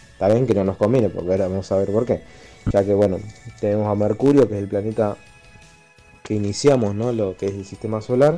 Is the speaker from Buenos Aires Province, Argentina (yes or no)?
no; Rosario, Santa Fe, Argentina; de Rosario y continuamos con la cadena de astronomía